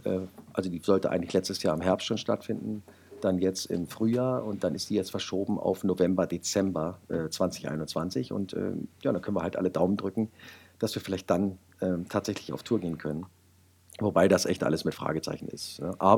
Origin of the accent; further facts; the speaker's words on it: Wolfsburg, Lower Saxony, Germany; Naja, ich bin gebürtiger Wolfsburger